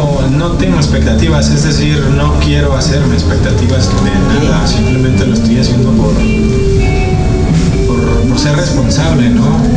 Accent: Parral, Chihuahua, Mexico; born there; also born or lived in Ciudad Juárez; now in Mexico City, Mexico; No, yo nací en Parral, Chihuahua.

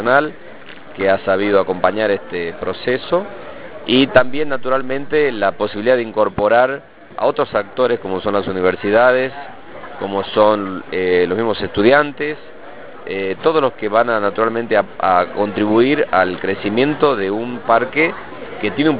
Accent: La Rioja, Argentina; un gran orgullo para nosotros como riojanos y como gobierno

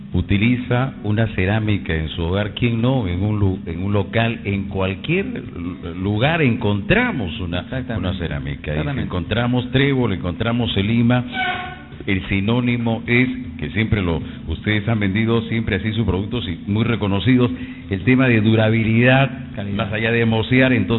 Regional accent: Peru; Digamos, somos peruanos. Es que los peruanos esperamos siempre a veces la última hora.

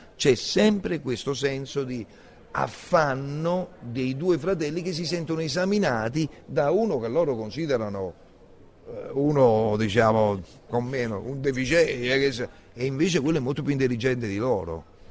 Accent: Naples, Campania, Italy; Secondo me nel teatro noi siamo napoletani

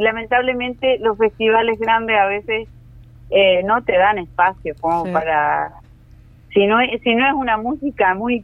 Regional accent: Sarandí Grande, Florida, Uruguay; Yo soy nativa de Sarandí también.

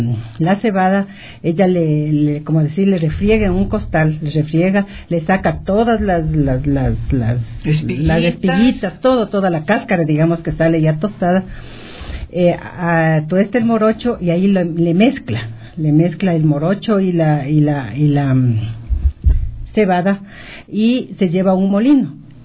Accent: Riobamba, Chimborazo, Ecuador; soy de Riobamba, pero en Riobamba yo diría que es la única mágica auténtica de todo el Ecuador.

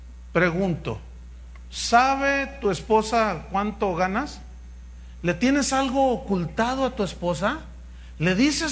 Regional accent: Veracruz, Mexico; Es que soy de Veracruz, hermano.

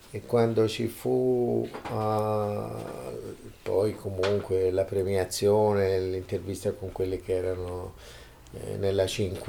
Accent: Lucca, Tuscany, Italy; born there; io sono nato a Lucca, sono queste città con le mura, sono queste città, questi comuni, queste entità isolate

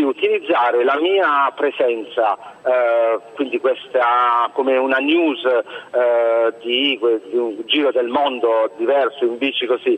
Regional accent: Manfredonia, Apulia, Italy; fino ad arrivare al mio paese natale a Manfredonia

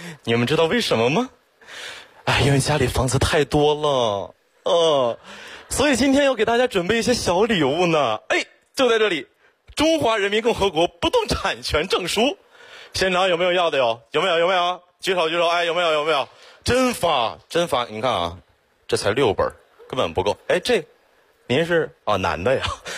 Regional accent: Xiong'an, Hebei, China; 我真的特别的区区土生土长的雄安人，从小在那长大。

